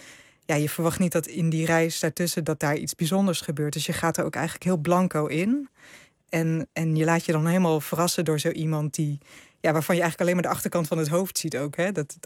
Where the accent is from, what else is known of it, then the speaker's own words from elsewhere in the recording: Netherlands; Hij vroeg natuurlijk waar ik vandaan kom. En ik zei ja, uit Nederland. En toen bleek uiteindelijk dat, nou ja, mijn vader is een Indo en zijn vader was een Hollander.